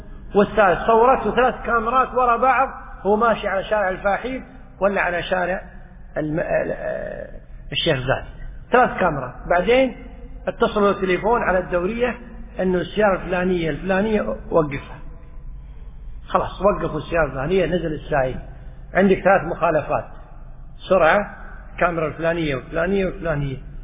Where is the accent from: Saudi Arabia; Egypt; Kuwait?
Kuwait; حتى عندنا في الكويت في بعض الشوارع